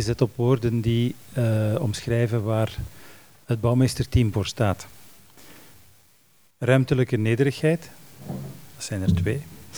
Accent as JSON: {"language": "Dutch", "town": "Antwerp", "region": "Flanders", "country": "Belgium", "tie": "born or raised there", "lives_now": "Brussels, Belgium", "said": "ik ben geboren in de Zeefhoek, dat gebouw is een icoon uit mijn jeugd, en ik woon nu in Brussel in een toren en ik zie bij helder weer de Oudaan aan de horizon"}